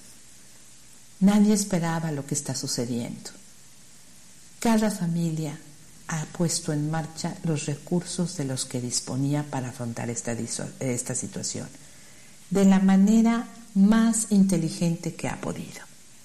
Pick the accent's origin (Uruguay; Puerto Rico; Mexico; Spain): Mexico; Como mexicanos vivimos de la emoción